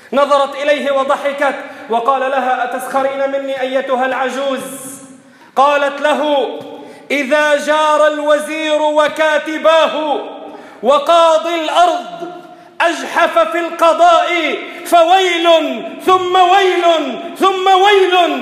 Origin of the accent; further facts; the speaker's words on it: Lebanon; والمسألة تحتاج عندنا بلبنان بالتحديد لشوية ربط جأش وصبر